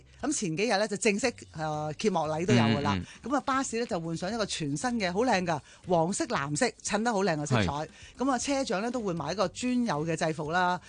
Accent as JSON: {"language": "Cantonese", "country": "Hong Kong", "said": "多啲遊客，我哋香港人都開心好多。"}